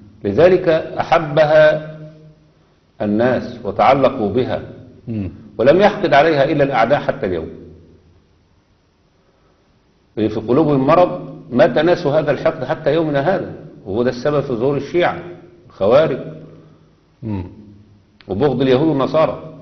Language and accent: Arabic; Egypt; اللي دخلوا عندنا في مصر